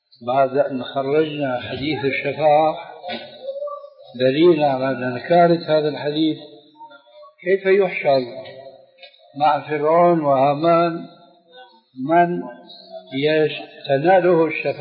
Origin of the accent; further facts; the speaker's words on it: Damascus, Damascus Governorate, Syria; عندنا في دمشق يومئذ